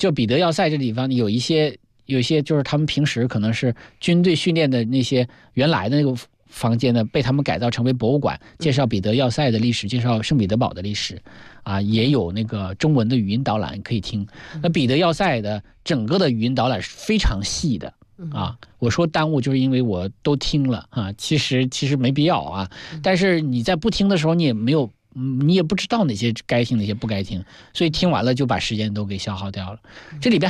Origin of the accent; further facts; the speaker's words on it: Heilongjiang, China; 我们黑龙江人把它叫做喇嘛台